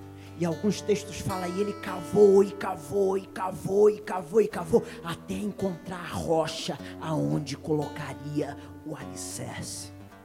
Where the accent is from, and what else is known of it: Rio de Janeiro, Brazil